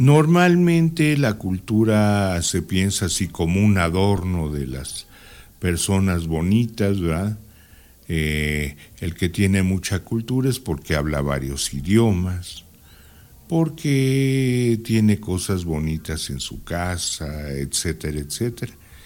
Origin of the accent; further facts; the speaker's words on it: Mexico; Mientras no haya un concepto hacia el cual aspirar como mexicanos, no sabemos a dónde vamos.